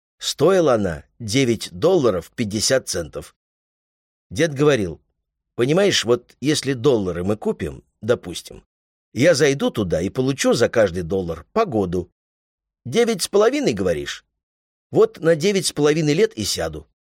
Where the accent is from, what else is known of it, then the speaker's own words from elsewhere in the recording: Odesa, Odesa Oblast, Ukraine; я родом из Одессы, а в Одессе культ еды.